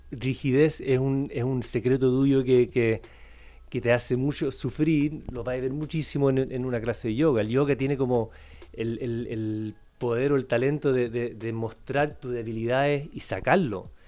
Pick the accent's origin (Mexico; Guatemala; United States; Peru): United States; California; Soy de los Estados Unidos, por si acaso, de California, viví mucho tiempo ahí.